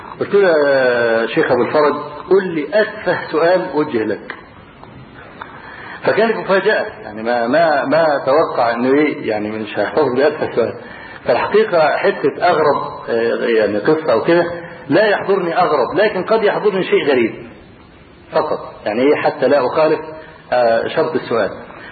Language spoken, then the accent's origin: Arabic; Egypt; وبعدين قال من مصر؟ اللي رفع قبل كده ما رفعش ايده، فرفعت ايده